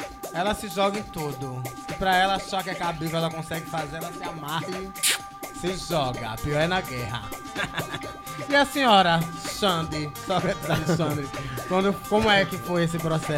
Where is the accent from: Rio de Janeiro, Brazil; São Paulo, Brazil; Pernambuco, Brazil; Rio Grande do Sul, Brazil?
Pernambuco, Brazil; Recife; sou da Guabiraba, que é um bairro da periferia da zona norte do Recife.